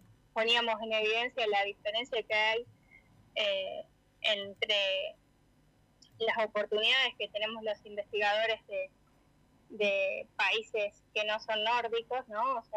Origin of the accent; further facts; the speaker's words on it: Santa Rosa, La Pampa, Argentina; born there; Yo nací en Santa Rosa, así que soy pampeana